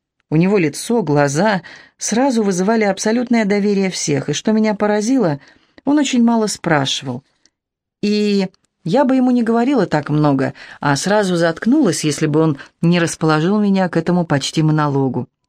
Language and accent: Russian; Moscow, Russia; Он москвич, я москвичка, свой приехал вдруг оттуда, из той бывшей жизни.